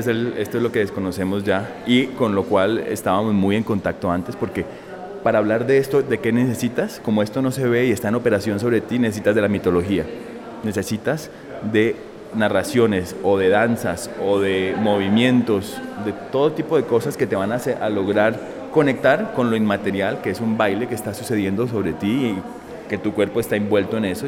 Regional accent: Cali, Valle del Cauca, Colombia; now in Berlin, Germany; soy un artista caleño. Hace 16 años estoy por fuera del país: Chicago, Nueva York, Filadelfia, Glasgow, París, ahora Berlín.

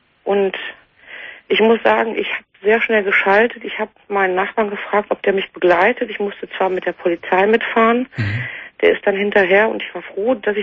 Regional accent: Dortmund, North Rhine-Westphalia, Germany; Und ich komme aus Dortmund

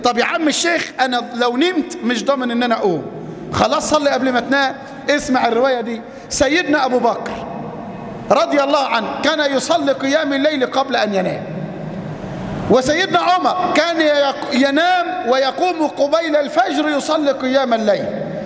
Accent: Mansoura, Dakahlia, Egypt; قصة لامرأة عندنا في المنصورة

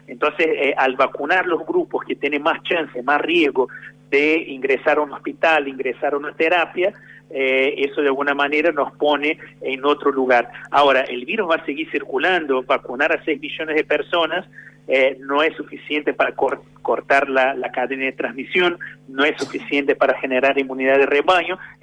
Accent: Brazil; Spanish is a second language; Yo que soy de Brasil, puedo decir con mucha propiedad que venís a una temperatura media de 35 grados, 36 grados, por lo menos donde vivía yo, ¿no?

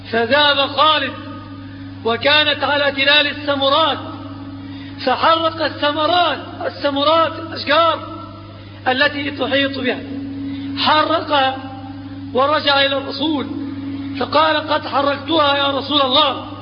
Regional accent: Egypt; في بلادنا مصر أوثان وأنصاب وأثلاث

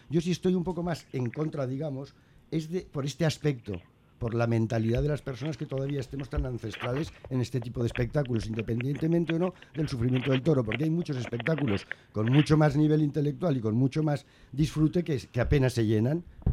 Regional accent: Spain; Yo soy muy español y puedo convivir con 3 banderas

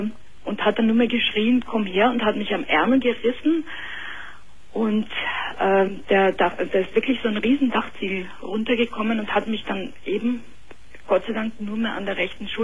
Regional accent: Munich, Bavaria, Germany; also born or lived in Austria; ich bin aus München und hier verheiratet und bin aber gebürtige Österreicherin.

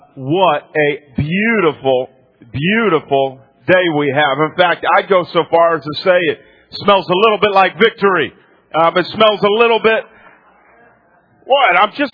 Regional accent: New England, United States; I am from New England. 20 years I lived there. So it's my hometown team

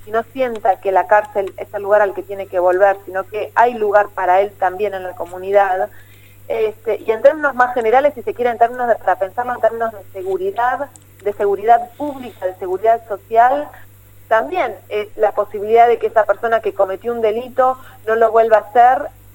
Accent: Morón, Buenos Aires Province, Argentina; yo soy de Morón, y en Morón hace ya varios años también armamos un programa local

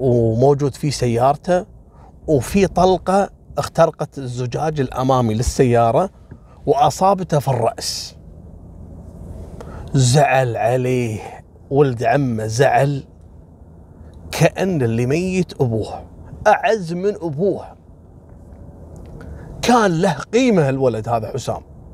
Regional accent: Kuwait; هني عندنا بالكويت حصلت كذلك نفس الواقعة

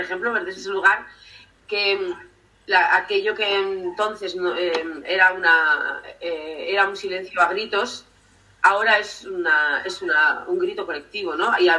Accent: Errenteria, Basque Country, Spain; transcurren en Rentería, ¿no? Pues donde yo me crié, en Capuchino, cuando era pequeña.

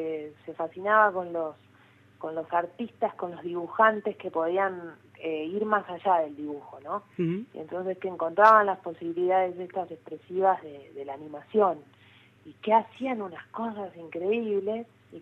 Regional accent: José Mármol, Buenos Aires Province, Argentina; yo soy de José Mármol, uh-huh. pero en ese momento yo ya estaba viviendo en Capital Federal

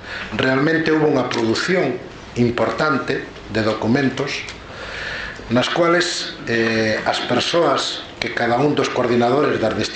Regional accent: Ourense, Galicia, Spain; como ourensán

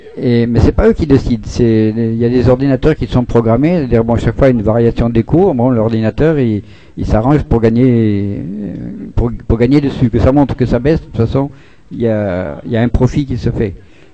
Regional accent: Grand Est, France; Moi, je suis Lorrain, c'est qu'il y a déjà plein d'échanges entre l'Allemagne et la Lorraine

